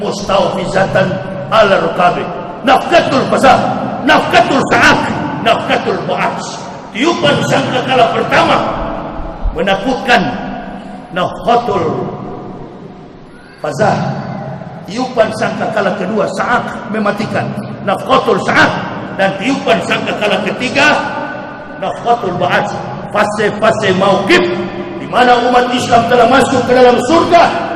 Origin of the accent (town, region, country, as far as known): Manado, North Sulawesi, Indonesia; now in Jakarta, Indonesia